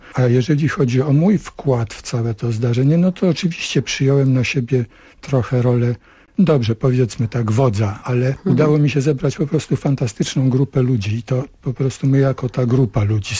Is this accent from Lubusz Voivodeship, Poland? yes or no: no; Sopot, Pomeranian Voivodeship, Poland; now in Chorzów, Poland; Sopot, czyli moje rodzinne miasto.